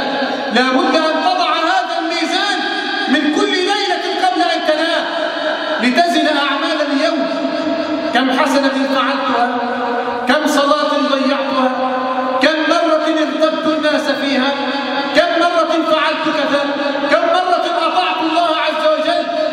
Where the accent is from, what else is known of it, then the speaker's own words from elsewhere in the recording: Egypt; اللهم احفظ بلدنا مصر من الفتن ما ظهر منها وما بطن